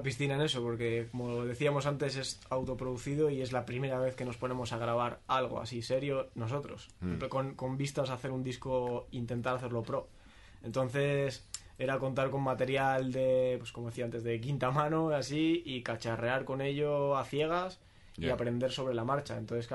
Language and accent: Spanish; Cantabria, Spain; No, yo soy ahí de Cantabria y vivo allí.